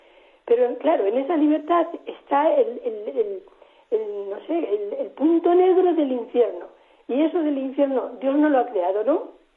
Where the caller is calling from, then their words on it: Madrid, Community of Madrid, Spain; soy de Madrid